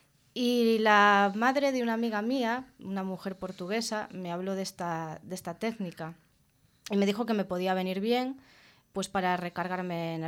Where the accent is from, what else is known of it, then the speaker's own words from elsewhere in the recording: Vigo, Galicia, Spain; Pero yo en mi ciudad, que soy de Vigo, no conocía a nadie que hiciese esta terapia.